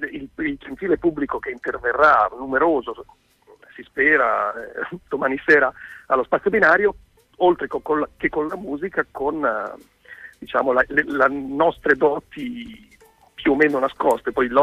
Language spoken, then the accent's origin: Italian; Emilia-Romagna, Italy; Io sono localista. Esatto, sono romagnolo. Sono romagnolo mio malgrado.